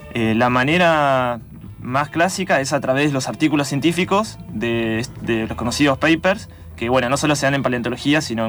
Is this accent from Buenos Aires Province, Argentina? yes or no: no; San Carlos de Bariloche, Río Negro, Argentina; now in Buenos Aires, Argentina; yo soy de Bariloche, terminé el colegio y me vine a Buenos Aires a estudiar la licenciatura en paleontología